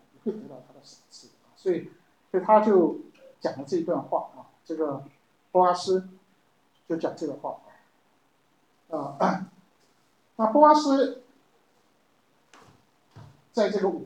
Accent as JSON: {"language": "Chinese", "region": "Taipei", "country": "Taiwan", "tie": "born or raised there", "said": "我记得我们小时候也住在这个附近啊，南机场这边，我们在眷村里头。"}